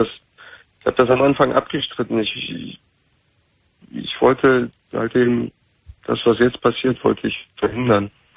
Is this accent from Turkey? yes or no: yes; Turkey; ich bin Türke.